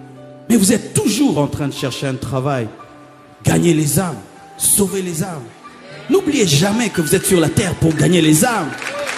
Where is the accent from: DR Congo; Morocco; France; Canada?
DR Congo; Kinshasa; Chez nous à Kinshasa, il y a un aliment qu'on appelle chikwang.